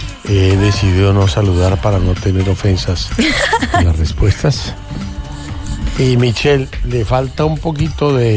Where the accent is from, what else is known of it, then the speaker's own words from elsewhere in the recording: Bogotá, Colombia; sí, soy colombiano. Soy bogotano.